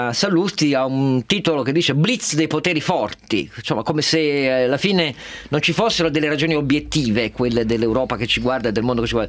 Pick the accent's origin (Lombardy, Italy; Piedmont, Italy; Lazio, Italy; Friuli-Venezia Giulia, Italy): Piedmont, Italy; Turin; perché sono torinese